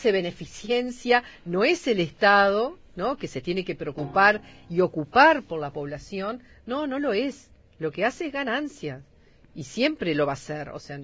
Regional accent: Uruguay; nosotros como uruguayas y uruguayos tenemos como una tradición vallista

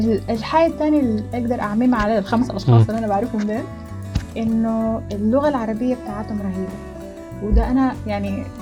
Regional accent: Sudan; also born or lived in Jordan / United Arab Emirates / Qatar; من السودان، بس أنا عشت في أكثر من حتة، عشت في الأردن، عشت في السودان، عشت في الإمارات، عشت في قطر،

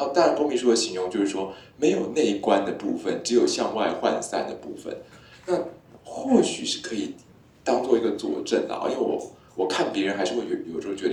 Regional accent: Taiwan; 这也完全不是我们台湾人会讲的一种语言啊，

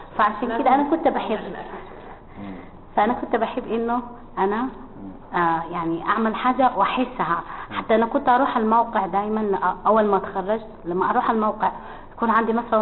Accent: Sudan; المطبخ السوداني من أجمل الأكلات بالنسبة لي أنا طبعا كسودانية وكسودانيين

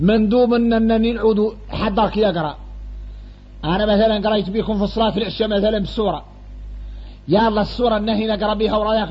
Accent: Mauritania; وإحنا موريتاني فاصلين في حد يطول

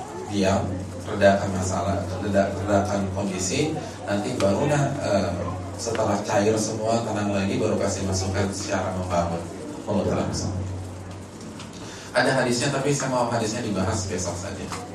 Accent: Jabodetabek, Indonesia; karena saya kan dari Jabotabek

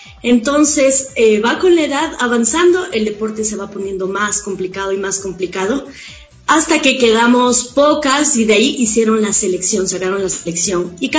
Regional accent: Loja, Ecuador; Fui seleccionada de la provincia de Loja, yo soy de Loja.

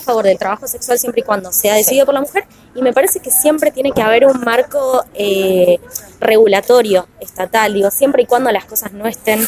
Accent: Buenos Aires, Argentina; Somos de Capital.

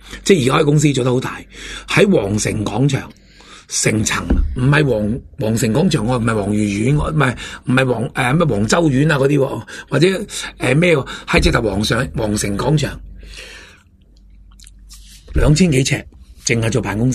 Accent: Hong Kong; 我哋香港人好多

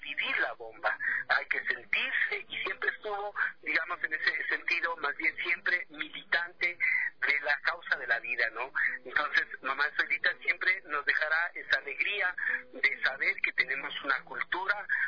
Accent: Ibarra, Imbabura, Ecuador; Yo también soy de este país y al ser ibarreña tengo los mismos derechos que todos los ibarreños.

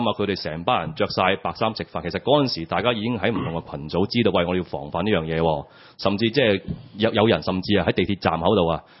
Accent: Hong Kong; 呢個唔係我哋香港人即係認為香港仲有希望嘅地方

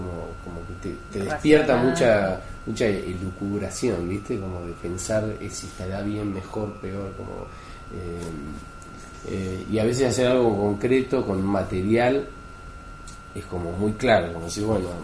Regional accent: Trenque Lauquen, Buenos Aires Province, Argentina; Yo de chiquito vivía en la Quinta, en Trenquelauquén

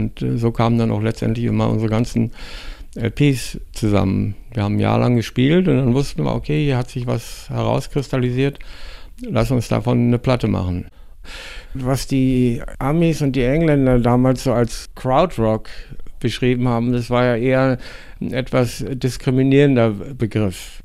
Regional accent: Berlin, Germany; Ich komme aus Berlin-Tegel.

